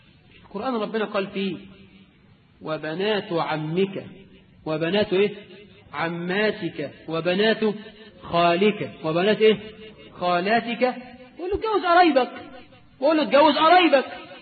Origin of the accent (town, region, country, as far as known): Egypt